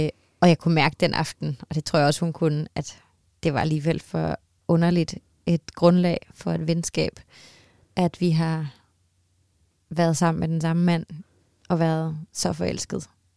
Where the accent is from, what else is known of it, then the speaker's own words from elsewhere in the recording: Copenhagen, Capital Region of Denmark, Denmark; når jeg så var hjemme i København og gå rundt i de her gader